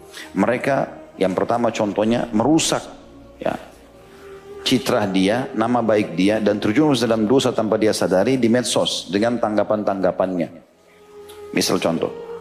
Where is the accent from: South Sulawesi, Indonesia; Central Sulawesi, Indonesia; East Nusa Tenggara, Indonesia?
South Sulawesi, Indonesia; Makassar; karena kebetulan juga saya dari Makassar gitu kan. Tapi ada tradisi kami di Makassar